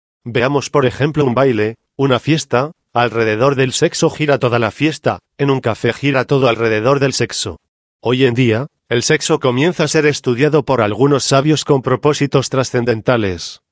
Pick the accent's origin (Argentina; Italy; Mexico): Mexico; Michoacán; also born or lived in Mexico City; Yo soy de Cotí, Michoacán, he vivido, más que todo, en otros lugares del Distrito Federal, he viajado también por algunos lugares fuera de nuestro país